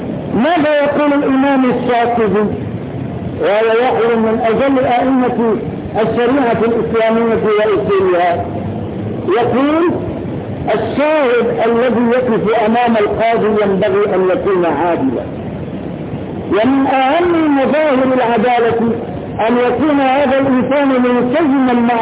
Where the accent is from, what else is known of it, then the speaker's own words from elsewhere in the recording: Morocco; لكن لو أن هذا الإنسان وقف عندنا في المغرب وشهد وهو حافر شهادته فقط، لأن هذا شيء معروف عندنا